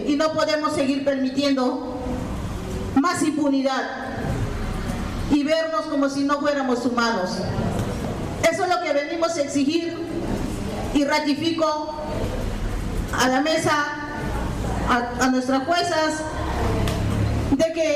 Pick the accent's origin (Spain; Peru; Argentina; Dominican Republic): Peru; los pueblos originarios Awajún, Huampis también somos peruanos, somos humanos, somos cristianos, tenemos sangre roja.